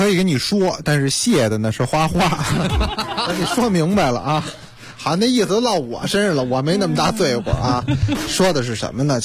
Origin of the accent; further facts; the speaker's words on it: Beijing, China; 但是说实话咱们北京人啊有什么说什么，